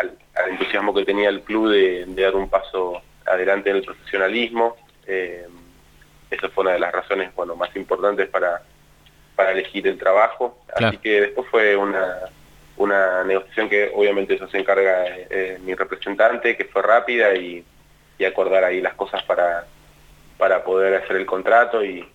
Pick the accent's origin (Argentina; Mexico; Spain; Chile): Argentina; Mar del Plata, Buenos Aires Province; Yo en realidad nací en Buenos Aires, en Capital Aires. Federal, pero desde muy chiquitito me fui a vivir a Mar del Plata y soy, la realidad es que soy de Mar del Plata.